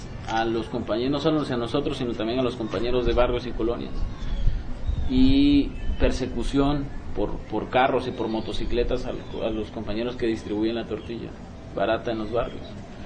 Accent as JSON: {"language": "Spanish", "country": "Mexico", "said": "para nosotros como mexicanos es el alimento básico"}